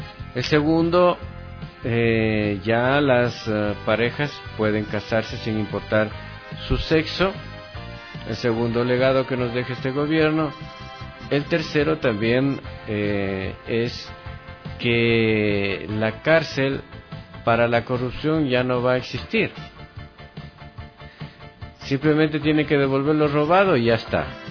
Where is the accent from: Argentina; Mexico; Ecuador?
Ecuador; como un ecuatoriano más, en buscar una misión y una visión para todos los ecuatorianos